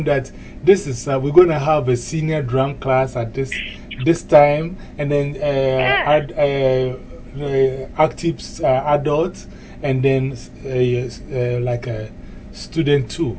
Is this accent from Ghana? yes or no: yes; Ghana; I'm from Ghana, West Africa.